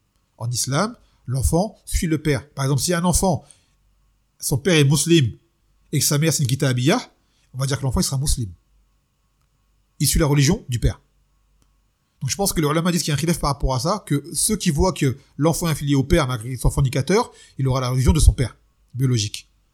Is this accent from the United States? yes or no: no; Martinique; je suis martiniquais, et depuis avant l'islam, il y a chez nous des histoires qui touchent à ce genre de choses